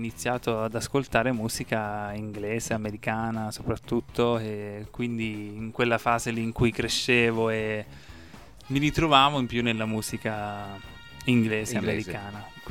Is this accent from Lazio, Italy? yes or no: no; Marche, Italy; now in Bologna, Italy; perché io comunque sono originario delle Marche.